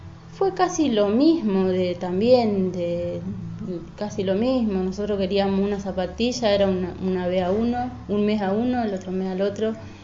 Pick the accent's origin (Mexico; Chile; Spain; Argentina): Argentina; Quitilipi, Chaco; En Chaco. Ahí estudié, hice mis estudios primario y bueno, hasta tercer año de secundario. A los 17 años...